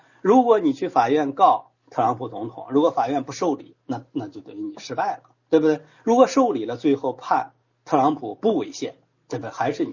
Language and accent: Chinese; China; 其实我们中国人很难理解啊，这什么叫权力的基础在下边？